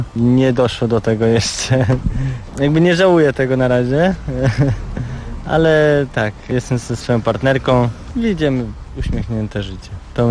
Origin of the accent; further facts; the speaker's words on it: Wrocław, Lower Silesian Voivodeship, Poland; ja jestem z Wrocławia, cieszę się, że do tej pory mogę jeździć we Wrocławiu